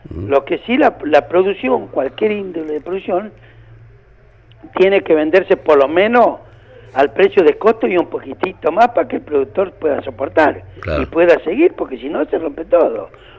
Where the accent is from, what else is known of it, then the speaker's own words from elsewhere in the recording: General Roca, Río Negro, Argentina; Yo soy de Roca, así que sí, lo conozco bien.